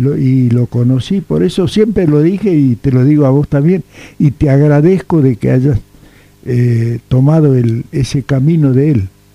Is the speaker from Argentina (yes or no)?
yes; Barrancas, Santiago del Estero, Argentina; Yo soy quichuista de nacimiento. Y es hermoso porque, te digo … llegó a mi pago donde yo nací y me crié.